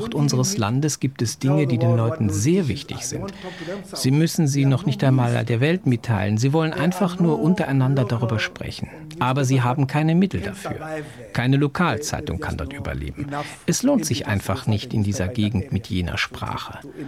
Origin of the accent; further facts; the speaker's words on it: Uganda; German is a second language; Aber ich komme ja aus Uganda und kann alles verstehen und genießen.